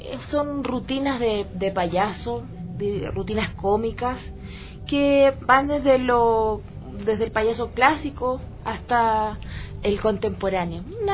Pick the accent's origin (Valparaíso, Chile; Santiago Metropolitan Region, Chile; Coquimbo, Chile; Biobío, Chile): Valparaíso, Chile; nosotros... somos de Valparaíso y en Valparaíso hay gente muy loca, muy extraña